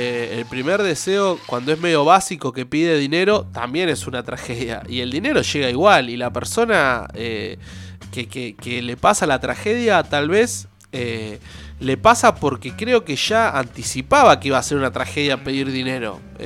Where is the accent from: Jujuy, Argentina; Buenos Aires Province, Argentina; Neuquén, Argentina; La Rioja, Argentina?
Buenos Aires Province, Argentina; Olavarría; born there; pasa allá en mi ciudad, que por ahí me vio nacer, que es en Olavarría